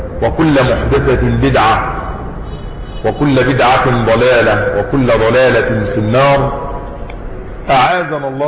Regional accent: Egypt; يعني بلادنا مصر مرت بأمور كثيرة وبفتن كثيرة

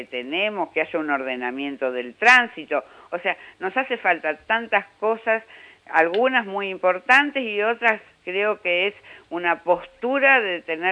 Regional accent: Moreno, Buenos Aires Province, Argentina; born there; Soy nacida en Moreno

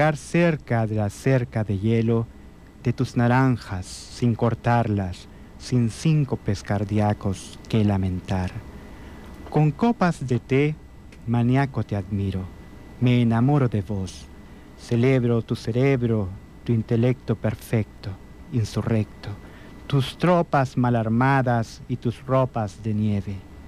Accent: El Salvador; Nosotros como salvadoreños vemos cómo se están construyendo grandes centros comerciales

